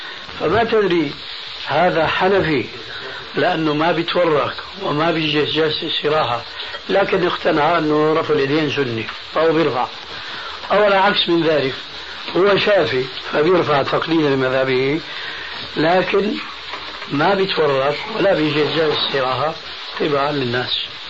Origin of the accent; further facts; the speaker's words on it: Syria; كما يقولون عندنا في سوريا هاتي لك وامشي